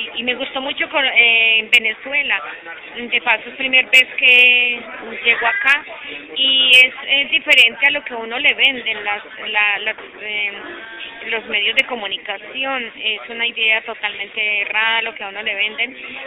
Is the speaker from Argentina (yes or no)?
no; Caldas, Colombia; now in Chile; vengo desde el país de Colombia, país vecino, más exactamente el departamento de Caldas, Alto Oriente de Caldas.